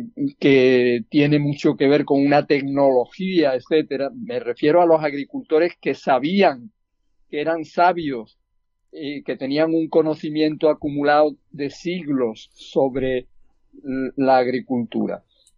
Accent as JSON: {"language": "Spanish", "region": "Andalusia", "country": "Spain", "said": "como andaluz me preocupa también que estemos aquí terminando con esa fuente de la vida que es el agua"}